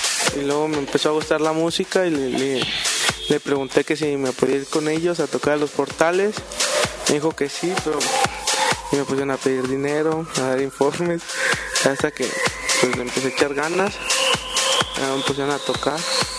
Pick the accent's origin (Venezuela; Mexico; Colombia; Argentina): Mexico; Irapuato, Guanajuato; Soy de aquí de Irapuato.